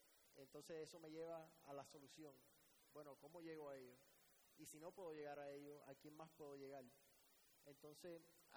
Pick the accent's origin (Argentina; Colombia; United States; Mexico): United States; Miami, Florida; also born or lived in Cuba; soy cubano, inmigrante a Miami desde los 2 años. Básicamente me crié en los Estados Unidos mi vida entera, América, los Estados Unidos, mi país.